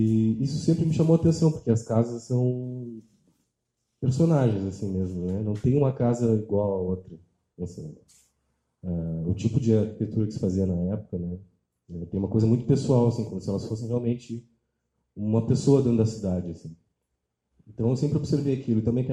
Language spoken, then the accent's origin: Portuguese; Pelotas, Rio Grande do Sul, Brazil; Que são da cidade onde eu nasci, que é Pelotas, no Rio Grande do Sul. Que é uma cidade do interior.